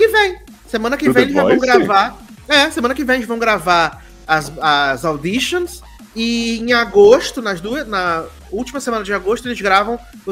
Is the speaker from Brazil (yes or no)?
yes; Rio de Janeiro, Brazil; Nós somos muito, muito cariocas.